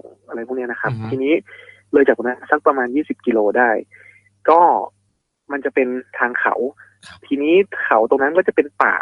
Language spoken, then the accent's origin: Thai; Northern Thailand, Thailand; ด้วยความที่ผมเป็นคนเหนือเนาะ